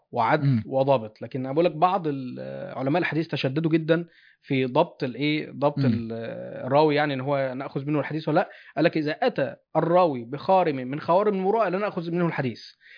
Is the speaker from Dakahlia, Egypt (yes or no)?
yes; Mansoura, Dakahlia, Egypt; فلان ده مصري وانا مصري، فاحنا عشنا في مصر في نفس الحقبة التاريخية، بس هو مثلا من القاهرة وانا من المنصورة.